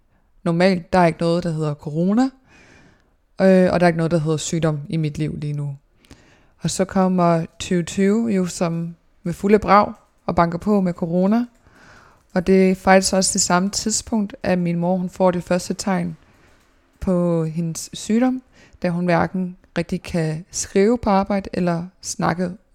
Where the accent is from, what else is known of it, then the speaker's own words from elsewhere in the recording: Odense, Region of Southern Denmark, Denmark; jeg er født i 1997 i Odense på Odense Universitetshospital og har boet i Dalum i Odense i det samme dejlige parcelhus i hele min barndom og hele min teenageår.